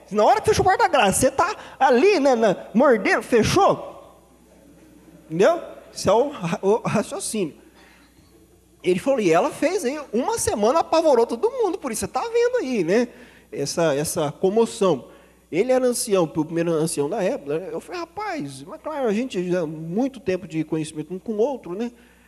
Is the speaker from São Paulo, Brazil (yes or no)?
yes; Botucatu, São Paulo, Brazil; Eu cheguei numa igreja uma vez lá na minha cidade, no Botucatu